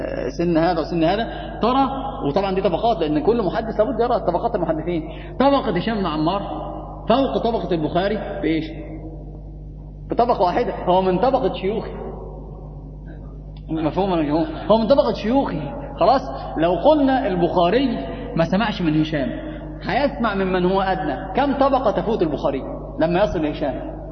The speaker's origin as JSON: {"language": "Arabic", "country": "Egypt", "said": "يعني حتى عندنا في مصر لما أحد يخطأ"}